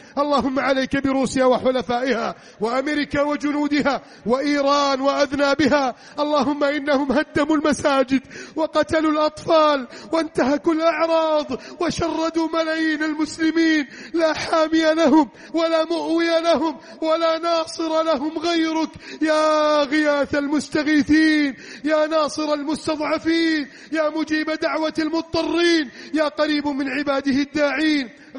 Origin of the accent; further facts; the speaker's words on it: Egypt; اللهم اجعل بلدنا مصر آمنا مطمئنا